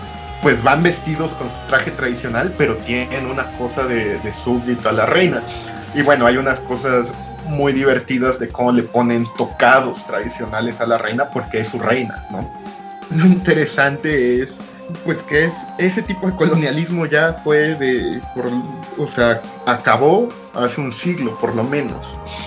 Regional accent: Mexico; nosotros como mexicanos tenemos nuestra raíz española, aunque la renegamos, porque es parte de este colonialismo interno, buscar un enemigo en común, y tenemos la parte indígena.

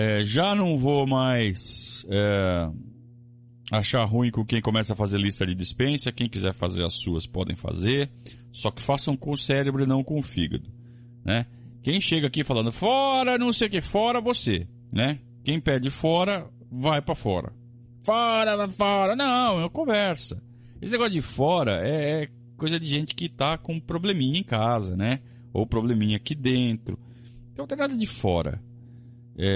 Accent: Sorocaba, São Paulo, Brazil; Jardim Celisa Maria, lá em Sorocaba, minha terra.

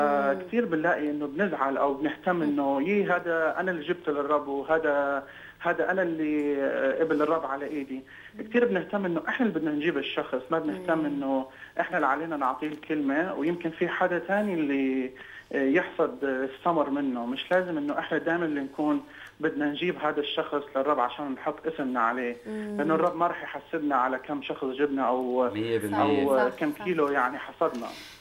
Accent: Iraq; accent: Lebanese; also born or lived in Jordan; طبعا انا عراقي بس عم بحكي لبناني لانه سكنت بالاردن اكثر من 10 سنين

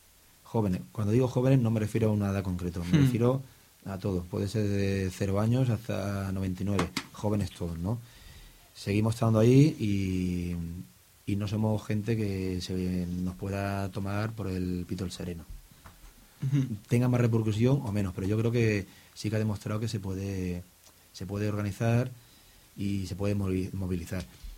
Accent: Yecla, Region of Murcia, Spain; Yo digo que yo soy de Yecla y ahí la industria que hay mayoritaria es la madera.

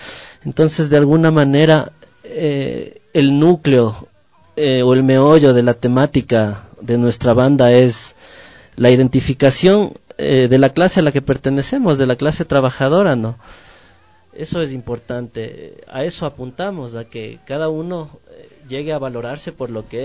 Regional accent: Quito, Pichincha, Ecuador; todos los integrantes somos del sur de Quito

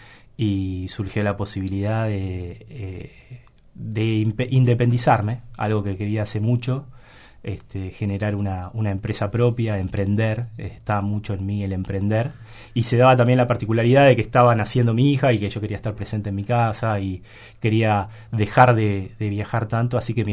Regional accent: Argentina; que soy argentino, que otro uruguayo, ¿no?

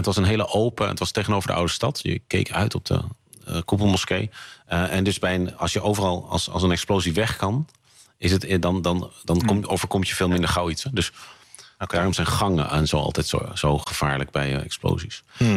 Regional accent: Amsterdam, North Holland, Netherlands; Dat als Amsterdammer heb ik flink wat vrienden en kennissen die Jood zijn.

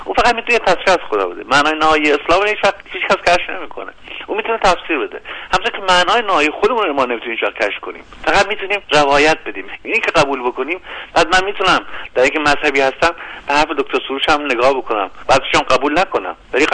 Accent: Iran; ما یه هویت باز داریم، ما ایرانی هستیم

